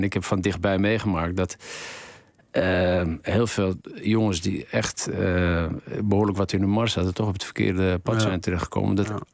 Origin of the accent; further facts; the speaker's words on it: Amsterdam, North Holland, Netherlands; ik kom zelf uit Amsterdam, hier aan de Eversestraat.